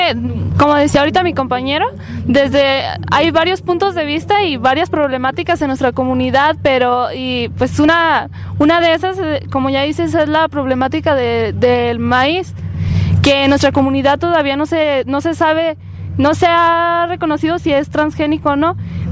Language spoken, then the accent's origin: Spanish; Palos Altos, Jalisco, Mexico; nosotros somos jóvenes de Palos Altos, una comunidad que pertenece al municipio de Ixtlahuacán del Río, Jalisco